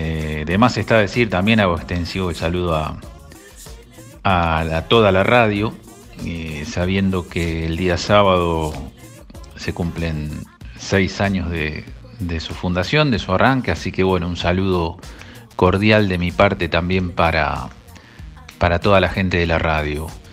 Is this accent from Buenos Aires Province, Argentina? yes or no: yes; Punta Indio, Buenos Aires Province, Argentina; Soy de Cabañas Tunquelén, de Punta Indio.